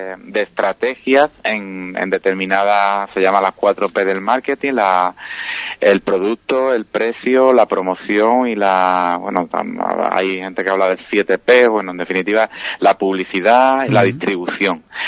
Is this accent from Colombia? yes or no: no; Villamartín, Andalusia, Spain; ahora termina también la feria de Villamartín, que yo soy de Villamartín